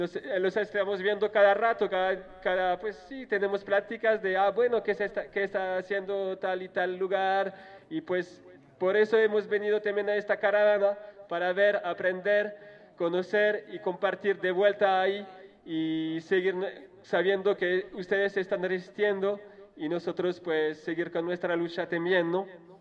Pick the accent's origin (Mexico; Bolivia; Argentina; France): France; Spanish is a second language; Yo soy de Francia, formo parte de la caravana